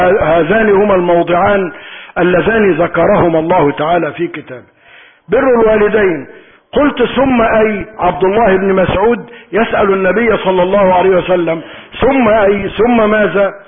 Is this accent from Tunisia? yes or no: no; Egypt; اللهم اعصم بلدنا مصر من السوء